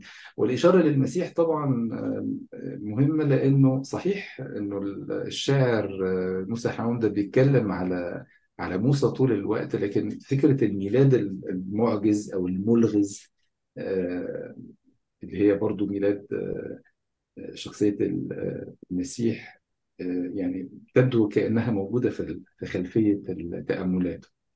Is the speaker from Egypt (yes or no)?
yes; Egypt; born there; يعني انا شايف انه مهم، بما انه انا اتولدت في مصر وبما انه ناس كتير مننا مصريين